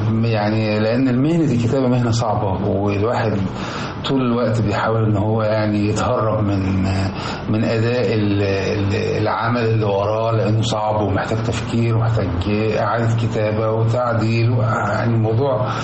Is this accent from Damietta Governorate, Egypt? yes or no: yes; Damietta, Damietta Governorate, Egypt; أنا اتولدت في مدينة دمياط ونشأت فيها، وفضلت دخلت المدارس كلها، المدرسة الابتدائي والإعدادي والثانوي، وحتى الجامعة بتاعتي كانت هناك.